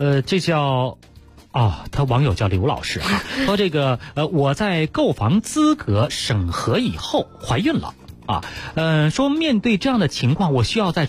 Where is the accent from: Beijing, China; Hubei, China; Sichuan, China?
Beijing, China; 咱们北京人的感觉来讲，